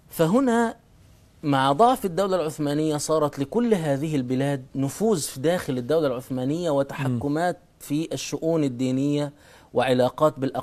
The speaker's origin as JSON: {"language": "Arabic", "country": "Egypt", "said": "المصريين يعني احنا مصريين"}